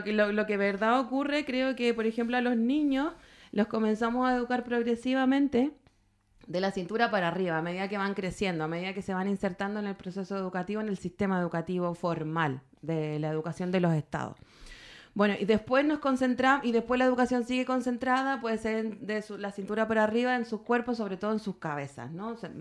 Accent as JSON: {"language": "Spanish", "country": "Chile", "moved": "yes", "said": "en el proceso de migración que he tenido, porque yo soy chilena"}